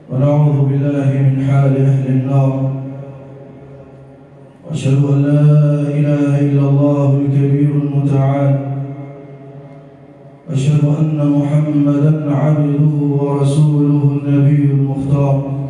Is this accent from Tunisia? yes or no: no; Egypt; واجعل بلدنا مصر راحة للأمن والأمان